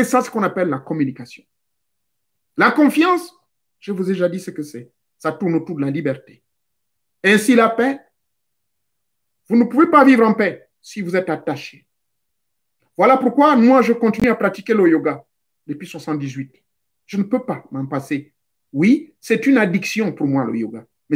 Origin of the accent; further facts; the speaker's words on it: Lambaréné, Moyen-Ogooué, Gabon; Et j'ai vu certains, chez moi, à l'Ambaréné